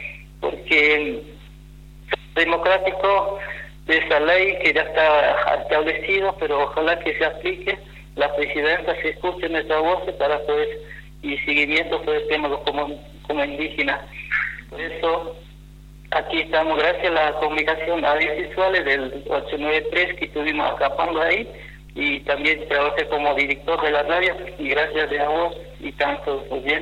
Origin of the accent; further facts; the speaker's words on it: Formosa, Argentina; somos de Formosa